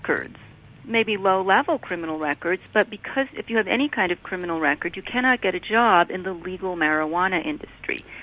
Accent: Ottawa, Ontario, Canada; I grew up in Ottawa, which is where a lot of this is coming from.

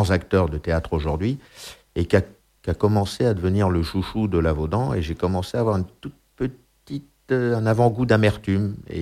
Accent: Brussels, Brussels-Capital Region, Belgium; je parlais avec un petit accent, j'étais un petit peu comme ça, quoi, bon, parce que je venais de Bruxelles, donc oui. Déjà l'accent

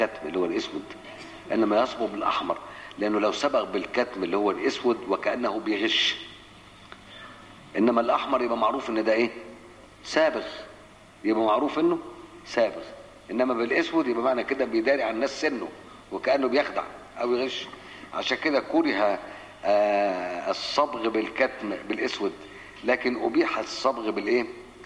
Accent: Egypt; والعادة بتاعت الناس عندنا في مصر

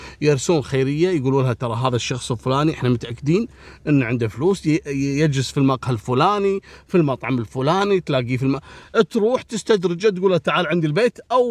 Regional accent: Kuwait; أبو فاضل راح على منطقة اسمها منطقة الجهرة عندنا في الكويت، محافظة.

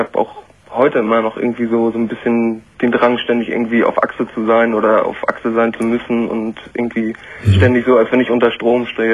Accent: Rostock, Mecklenburg-Vorpommern, Germany; dann war die Wende damals zu der Zeit, ich komme aus Rostock ehemals, und das war ziemlich viel.

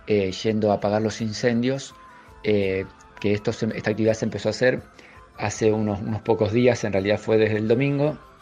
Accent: Rosario, Santa Fe, Argentina; Y bueno, y nos atraviesa a todos como rosarinos que padecemos los estragos ambientales y la destrucción de nuestra fauna.

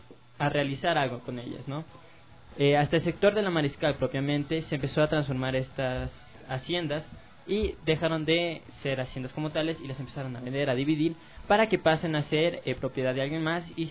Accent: Quito, Pichincha, Ecuador; creo que es parte de los ciudadanos como quiteños

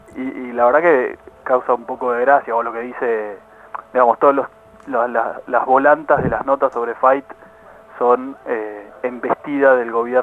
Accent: Argentina; A nosotros como argentinos y ciudadanos nos tiene que preocupar

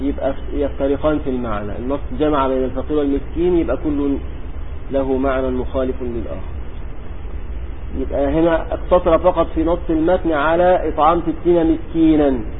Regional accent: Egypt; كان عندنا في مصر قديما يقولون

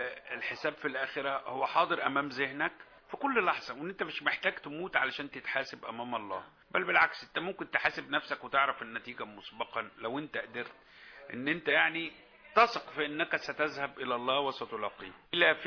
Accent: Egypt; عادة احنا كمصريين للأسف في البعض مننا بيحب يتطفل ويتدخل في حياتك

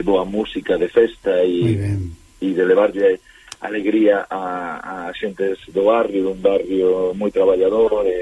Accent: A Coruña, Galicia, Spain; porque ademais nací en Monte Alto, medrei en Monte Alto

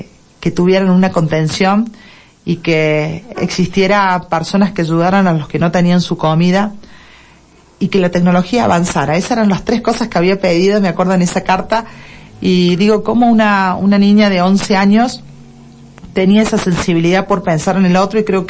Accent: Deán Funes, Córdoba, Argentina; Soy nacida en Dian Funes, criada en Dian Funes

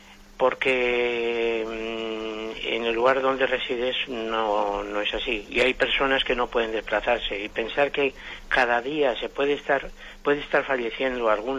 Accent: Madrid, Community of Madrid, Spain; yo soy de Madrid, mire, luego le digo el motivo

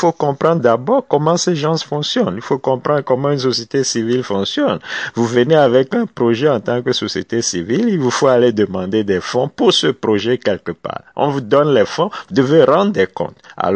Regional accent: Togo; Ben, allez, en tant que Togolais

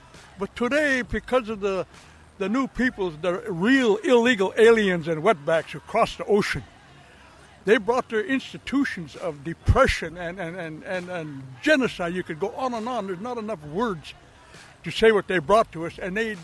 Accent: United States; English is a second language; Oh, yeah, I'm from the Dakota, Mirawankin, from Dakota, Oyate.

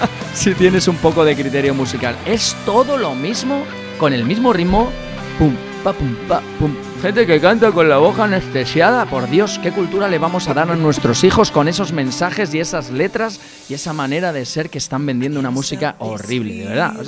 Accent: Spain; mira, soy español, no tengo nada en contra de este tipo de músicas

